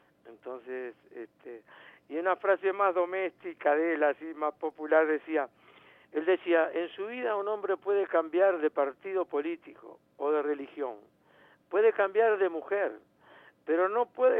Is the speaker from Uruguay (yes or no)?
yes; Uruguay; nos enorgullece como uruguayos ver cómo lo quieren